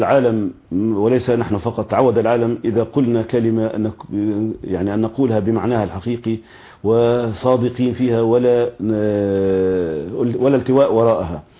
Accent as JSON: {"language": "Arabic", "country": "Palestine", "said": "لأنه مصلحتنا كفلسطينيين نعلم تماما ويقينا أنها مع الوحدة الوطنية الفلسطينية"}